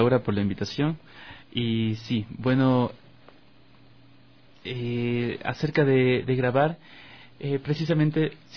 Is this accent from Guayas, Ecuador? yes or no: no; Quito, Pichincha, Ecuador; born there; nací en Quito. Vengo de una familia que no son músicos, pero sí han estado vinculados un poco con el arte.